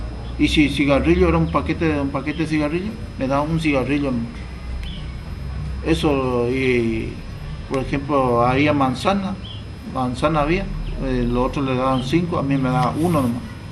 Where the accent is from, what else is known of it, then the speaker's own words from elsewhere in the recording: San Miguel, Argentina; De San Miguel también.